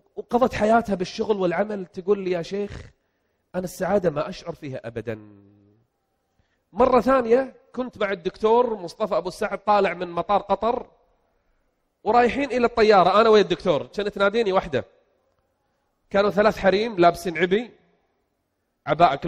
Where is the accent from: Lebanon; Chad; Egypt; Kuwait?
Kuwait; جاي من بلدي الكويت لبلد الخبر يعني أنا في النهاية ما سافرت يعني جاي من بلدي إلى بلدي